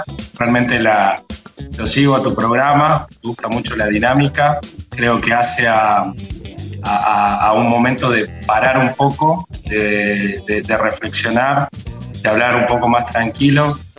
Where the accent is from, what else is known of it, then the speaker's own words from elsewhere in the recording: Catamarca, Argentina; Nací y me crié acá en Catamarca, mi familia es catamarqueña.